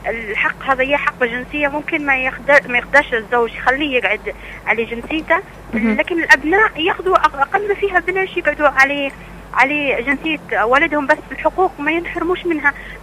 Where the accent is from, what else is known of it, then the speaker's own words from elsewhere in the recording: Libya; صح نحن نعتز بها أن نحن ليبيين، وخاصة بعد ثورة 17 فبراير يعني صار انتماءنا لها أكثر أكثر يعني.